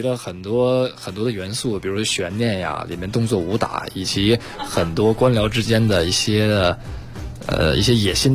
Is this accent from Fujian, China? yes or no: no; Inner Mongolia, China; born there; 我出生在内蒙古。